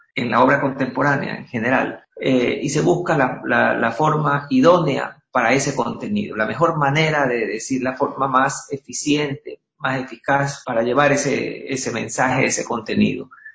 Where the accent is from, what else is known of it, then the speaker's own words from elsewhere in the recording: Guayaquil, Guayas, Ecuador; yo soy de Guayaquil, soy descendiente de guayaquileños y no puedo vivir en otro lado